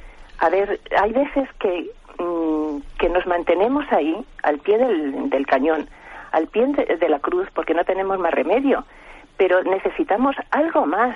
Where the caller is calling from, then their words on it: Madrid, Community of Madrid, Spain; de Madrid.